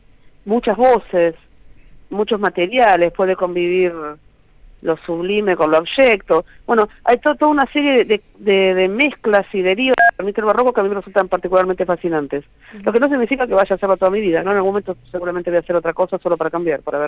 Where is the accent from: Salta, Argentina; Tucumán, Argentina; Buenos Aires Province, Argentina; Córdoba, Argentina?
Buenos Aires Province, Argentina; Casi, nací en el Gran Buenos Aires.